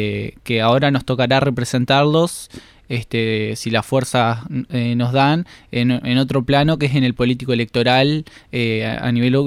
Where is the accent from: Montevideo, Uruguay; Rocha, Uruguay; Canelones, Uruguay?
Montevideo, Uruguay; yo vengo de una familia con tradición militante. Soy del barrio de La Teja, que también es un contexto bastante político en todos los factores